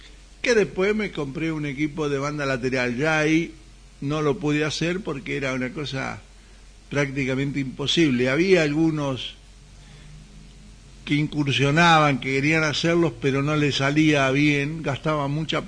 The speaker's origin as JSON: {"language": "Spanish", "country": "Argentina", "said": "Pero cuando vos empezabas a hablar y ellos te identificaban como argentino, porque la licencia argentina es LU en el mundo, ¿no es cierto?"}